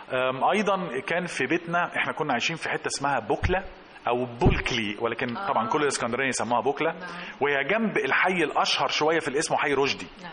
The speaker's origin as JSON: {"language": "Arabic", "town": "Alexandria", "region": "Alexandria Governorate", "country": "Egypt", "said": "وهياخدنا في كثير من الاحيان في حته عندنا في اسكندريه"}